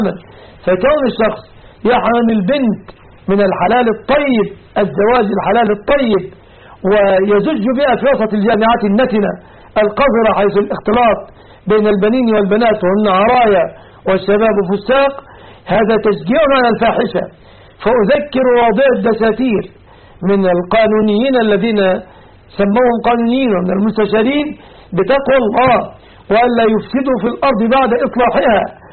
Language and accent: Arabic; Egypt; وختاما أسأل الله أن يحفظ بلادنا مصر من كل مكروه ومن كل سوء